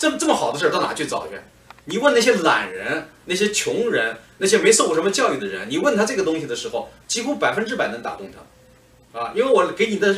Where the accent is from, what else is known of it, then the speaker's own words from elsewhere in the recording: China; 社会主义呢，在西方人的概念里边和我们中国人或者是前苏联社会主义国家概念不一样